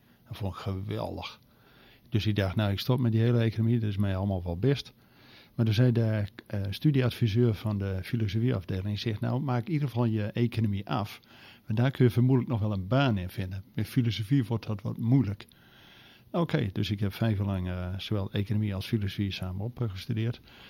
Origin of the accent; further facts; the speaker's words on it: Usquert, Groningen, Netherlands; born there; now in Zwolle, Netherlands; ik ben in Noord-Groningen geboren. Klein dorpje, Uskwerd, betekent onze terp. Het was rond 1900 het rijkste dorp van Nederland.